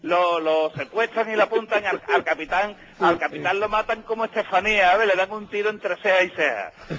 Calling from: Seville, Andalusia, Spain; De Sevilla.

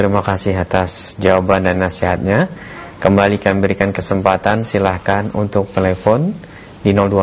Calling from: Kalimantan, Indonesia; Karena banyak warga Kalimantan khususnya di daerah saya yang masih memakai pengobatan demikian.

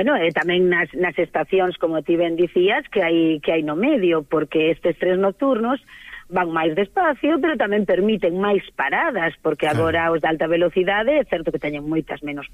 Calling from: Castillón, Galicia, Spain; mando vos saludos a todos desde Castillón, que é a miña aldea en Pantón, a máis bonita do mundo.

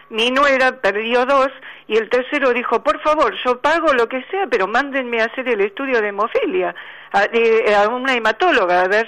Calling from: Buenos Aires, Argentina; de Recoleta.

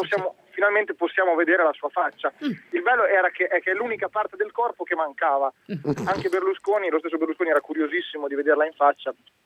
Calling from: Savona, Liguria, Italy; Buongiorno da Savona.

